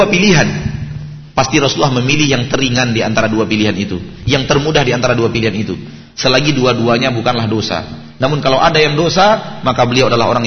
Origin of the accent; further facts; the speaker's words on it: Bukittinggi, West Sumatra, Indonesia; Ya kampungnya di Kebumen misalnya, yang kampungnya di Garut, yang kampungnya di mana-mana gitu. Kalau saya di Bukit Tinggi.